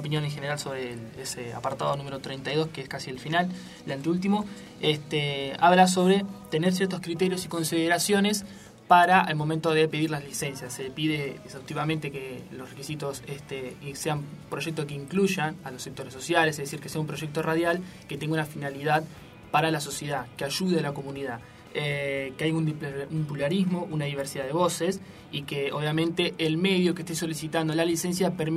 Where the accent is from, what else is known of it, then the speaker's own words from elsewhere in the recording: Chascomús, Buenos Aires Province, Argentina; yo donde soy de Chascomús, por ejemplo